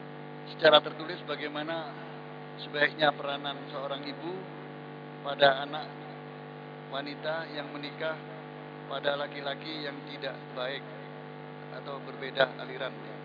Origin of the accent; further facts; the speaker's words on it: Malang, East Java, Indonesia; Ada yang ini di daerah saya Malang, itu percaya diri bahwa dia bisa membimbing